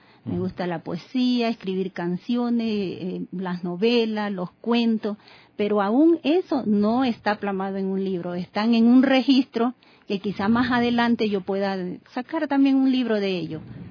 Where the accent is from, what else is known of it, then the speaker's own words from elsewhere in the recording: Quevedo, Los Ríos, Ecuador; yo escribí este libro en mi provincia, en Quevedo. Yo soy de Quevedo. ¿Ya? Y tengo mi familia ahí, hijos, esposos.